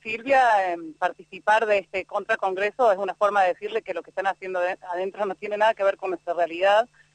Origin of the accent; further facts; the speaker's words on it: Córdoba, Argentina; los que estamos padeciéndolos somos los ciudadanos de Córdoba acá afuera